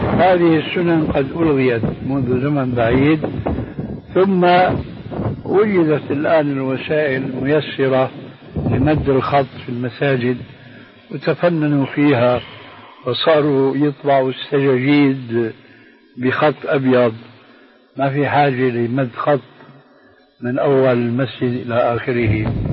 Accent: Syria; هذه عندنا في الشام في سوريا مشهورة هذا الحديث، وجئت هنا وسمعته أيضا

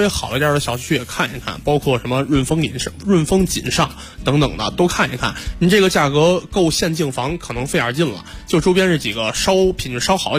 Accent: Beijing, China; 就是因为我就打小在这边出生嘛，就是西洼地正好对着就是这个航天部的这个北门，然后就等于它那里边全是这个老航天部家属楼

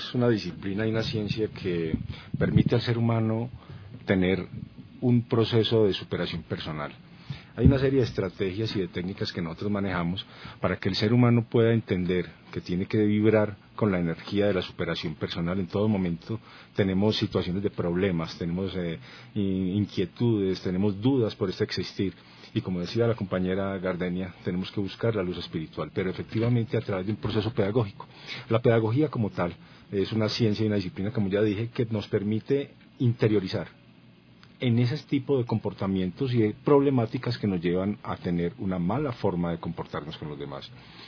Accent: Colombia; now in Ecuador; Soy un colombiano comprometido con lo social, líder social

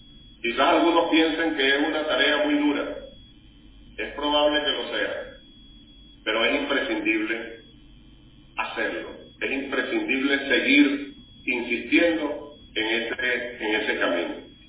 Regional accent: Venezuela; ¿Por qué es tan importante para nosotros, como venezolanos y venezolanos, venezolanos y venezolanas, y más allá, como integrantes de la patria grande

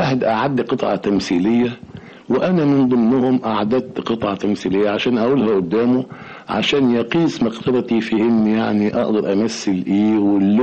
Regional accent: Mansoura, Dakahlia, Egypt; also born or lived in Cairo; لا اتذكر اطلاقا مثلا ان انا كنت بـ بـ بـ بـ بروح سينما وانا صغير وانا في المنصورة. يعني بدأت كل هذه الهوايات تتضح لما جيت القاهرة.

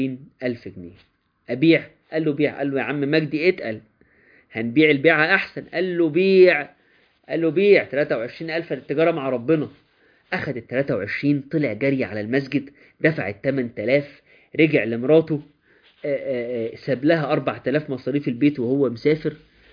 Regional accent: Minya Governorate, Egypt; انا بفتخر ان انا من الارياف يا جماعه، انا من ارياف المنيا.

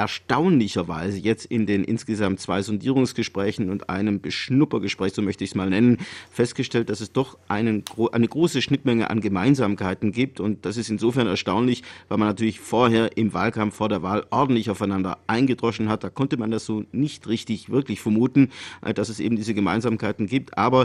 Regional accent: Baden-Württemberg, Germany; Naja, als Schwabe würde ich mal sagen

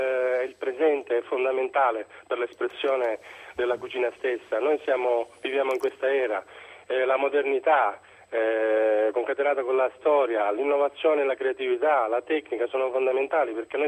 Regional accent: Sicily, Italy; born there; Sì, ma la terra è quella da dove sono nato.

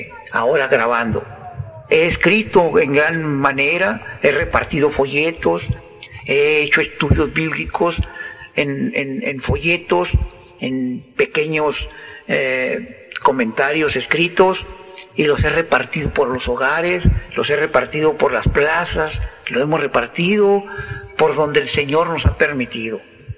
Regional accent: Villa Ahumada, Chihuahua, Mexico; Yo anhelo ver a mi pueblo Villahumada salvado

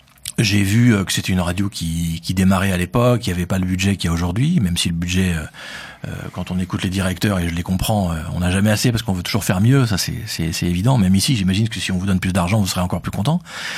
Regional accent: Paris, Île-de-France, France; accent: Parisian; moi j'ai un accent un peu parisien, je parle un peu vite.

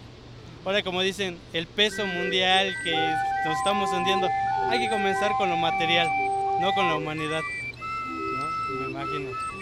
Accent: Ecatepec, State of Mexico, Mexico; born there; Yo soy de aquí de Catepec, ahora sí, okay. Nacido aquí.

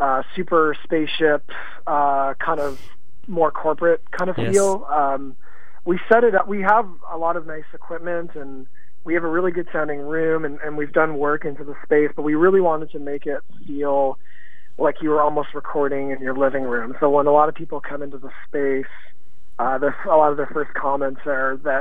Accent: St. Catharines, Ontario, Canada; now in Toronto, Canada; in my hometown, St. Catharines

